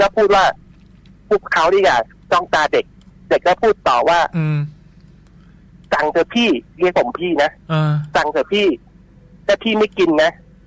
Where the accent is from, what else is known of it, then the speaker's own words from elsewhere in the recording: Nong Khaem, Bangkok, Thailand; ผมเกิดและโตที่หนองแขมเลยไม่เคยไปไหนเลย